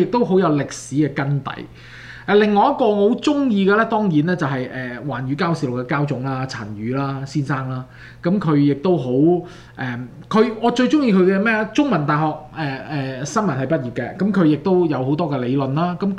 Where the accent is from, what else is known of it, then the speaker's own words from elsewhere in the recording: Canada; 因為始終我哋都加拿大人